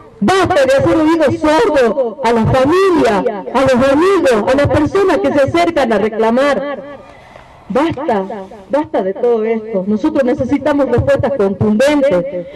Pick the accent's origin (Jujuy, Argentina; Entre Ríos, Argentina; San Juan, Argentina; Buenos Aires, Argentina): Jujuy, Argentina; Humahuaca; Algunos me conocen, otros no, porque si bien soy de Humahuaca, hace mucho tiempo que no vivo aquí